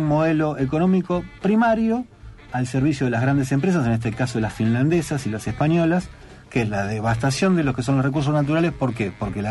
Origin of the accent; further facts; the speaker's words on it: Uruguay; now in Argentina; Más allá de que yo nací acá en Argentina, me crié en Uruguay, por eso me incluyo. Como te decía, fuera del aire, soy rioplatense.